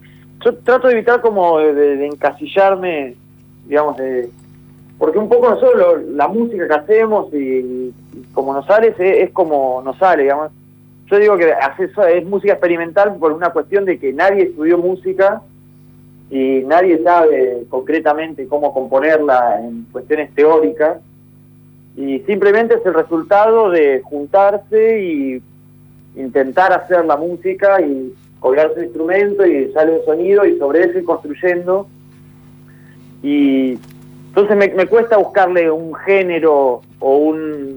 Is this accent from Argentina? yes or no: yes; Neuquén, Argentina; cuando éramos chicos, éramos jóvenes, en Neuquén nos decían alternativos, los alternas nos decían algunos.